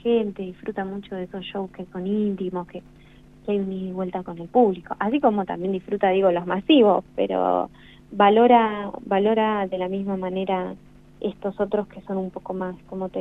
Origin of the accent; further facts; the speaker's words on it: La Pampa, Argentina; No, de acá, de La Pampa.